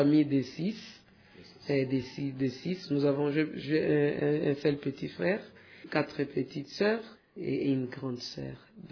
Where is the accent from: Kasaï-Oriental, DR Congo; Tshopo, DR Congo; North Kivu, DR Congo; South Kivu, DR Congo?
North Kivu, DR Congo; Goma; je suis née à Goma. Je suis une fille qui a vraiment grandi à Goma. Mes parents ont évolué plus dans la ville de Goma.